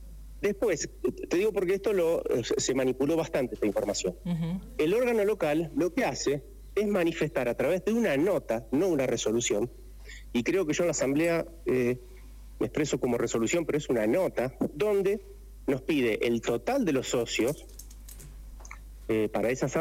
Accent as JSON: {"language": "Spanish", "region": "Santa Fe", "country": "Argentina", "tie": "born or raised there", "moved": "yes", "lives_now": "Merlo, Argentina", "said": "Yo vengo desde Santa Fe, hace 13 años que estoy en Merlo. En Santa Fe fue la cuna del cooperativismo. Me crié y me eduqué dentro de lo que es la acción cooperativa."}